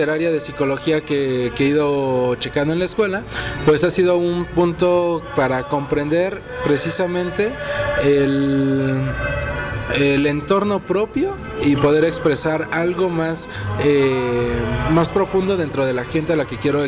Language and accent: Spanish; Mexico; en lo personal y más aún como mexicano